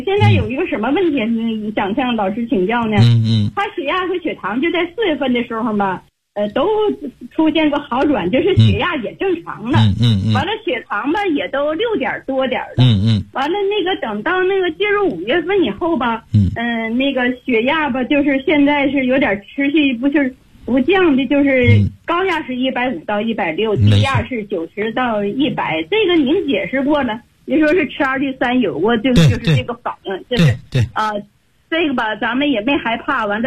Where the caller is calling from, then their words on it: Beijing, China; 我是北京的学员，我今年72岁了。